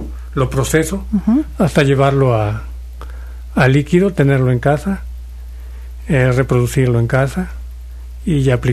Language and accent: Spanish; Plan de Arroyos, Veracruz, Mexico; yo me presento y les digo que vengo de Plan de Arroyos. Uh-huh. Es una zona cafetalera. Como tal, yo me creo ahí y siempre en medio de los cafetales.